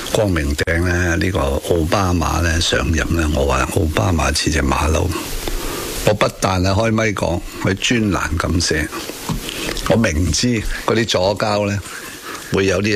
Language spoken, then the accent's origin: Cantonese; Hong Kong; 我哋香港人喺咁嘅文化嘅 upbringing